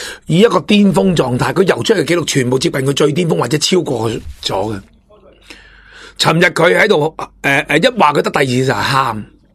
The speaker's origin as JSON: {"language": "Cantonese", "country": "Hong Kong", "tie": "born or raised there", "said": "我哋香港本身土生土长"}